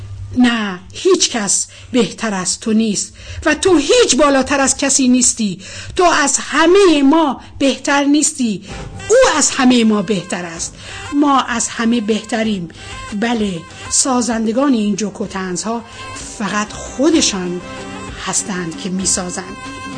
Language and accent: Persian; Iran; آرزوی من به عنوان یک ایرانی این است